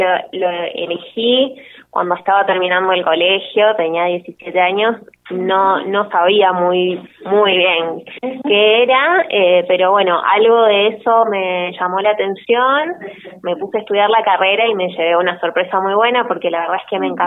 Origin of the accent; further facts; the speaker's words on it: Salta, Argentina; born there; now in Buenos Aires, Argentina; yo nací en Salta, la mayoría de mi familia está en Salta, por suerte puedo viajar seguido a verlos, y ahora estoy viviendo en Buenos Aires y tengo un hermano en Buenos Aires